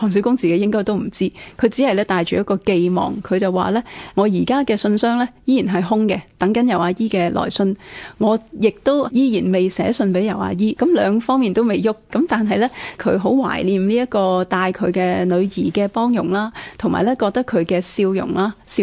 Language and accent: Cantonese; Hong Kong; 因为我哋香港人都好容易会见到海啦。